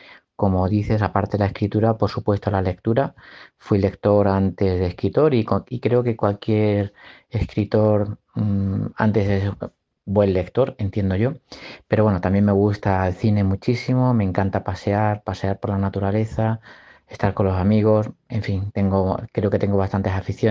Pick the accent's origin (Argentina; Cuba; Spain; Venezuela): Spain; Plasencia, Extremadura; born there; Yo nací en Plasencia, en Extremadura, rodeado de naturaleza